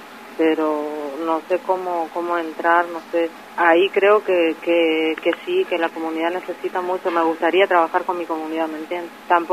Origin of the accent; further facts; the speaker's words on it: Pampa del Indio, Chaco, Argentina; nosotros somos de Pampa del Indio